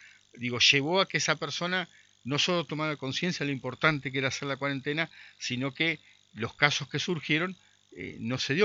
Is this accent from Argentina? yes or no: yes; Concordia, Entre Ríos, Argentina; nosotros tenemos un tema como concorrienses, como entrerrianos, como argentinos